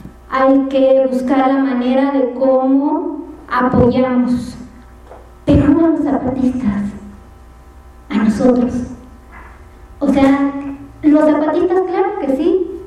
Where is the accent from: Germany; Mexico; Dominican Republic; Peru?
Mexico; que no lo podamos parar como mexicanos